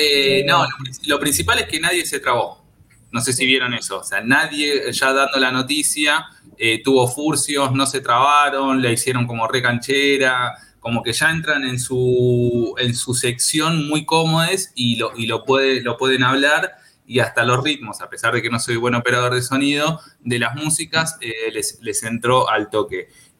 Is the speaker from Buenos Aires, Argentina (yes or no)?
yes; Flores, Buenos Aires, Argentina; born there; yo nací en Flores, ¿no? En el 85, entonces era adolescente en el 2001, en plena crisis